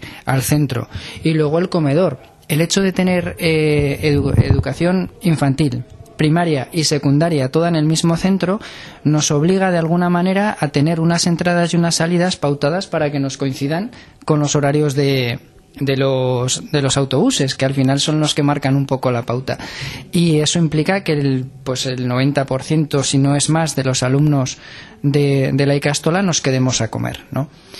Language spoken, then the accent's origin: Spanish; Tudela, Navarre, Spain; yo soy de Tudela, normalmente nos relacionamos con gente de Tudela